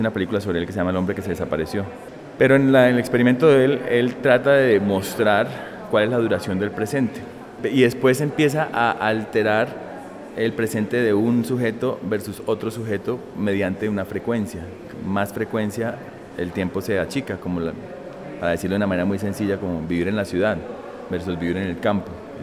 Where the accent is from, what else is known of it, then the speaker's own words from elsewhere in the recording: Cali, Valle del Cauca, Colombia; now in Berlin, Germany; soy un artista caleño. Hace 16 años estoy por fuera del país: Chicago, Nueva York, Filadelfia, Glasgow, París, ahora Berlín.